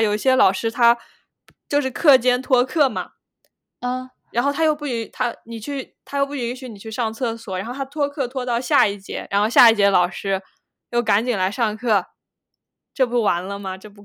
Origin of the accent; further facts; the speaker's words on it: Zhejiang, China; 就是在我们这儿，这个早自习晚自习它是理所当然的。而且我们浙江这边